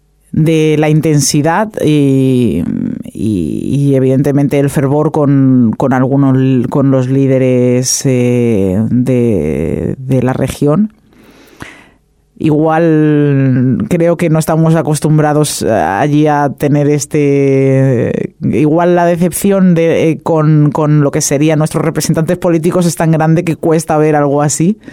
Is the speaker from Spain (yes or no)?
yes; Spain; tengo siempre ese problemita de que soy española.